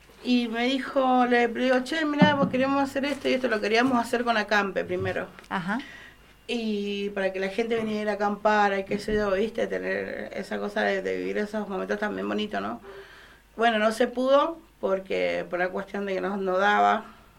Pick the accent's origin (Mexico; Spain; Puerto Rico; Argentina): Argentina; Bermejo, San Juan; soy artista de Bermejo, cantora, compositora y teatrera.